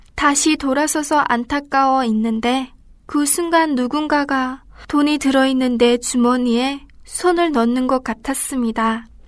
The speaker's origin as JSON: {"language": "Korean", "country": "North Korea", "lives_now": "South Korea", "said": "저는 한국에 온 지 얼마 되지 않아 검정고시 학원을 다녀야만 했습니다. 대학을 가야 하는데 북한에서 고등학교를 졸업하지 못하여 여기서 검정고시로 고등학교 졸업을 해야 했기 때문입니다."}